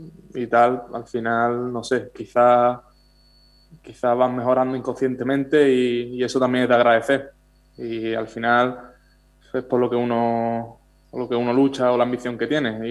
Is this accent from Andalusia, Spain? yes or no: yes; Chiclana de la Frontera, Andalusia, Spain; Pues yo particularmente tiraré para Cádiz, para mi tierra, para Chiclana de la Frontera